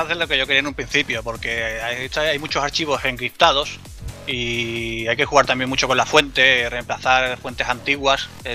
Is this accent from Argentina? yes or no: no; Andalusia, Spain; Pues yo soy un andaluz que le encanta todo tipo de videojuegos